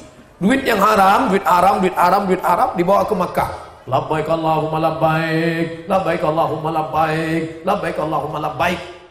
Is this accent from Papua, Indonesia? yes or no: no; Riau, Indonesia; Tapi saya tidak pernah bawa mazhab itu ke kampung saya di Riau.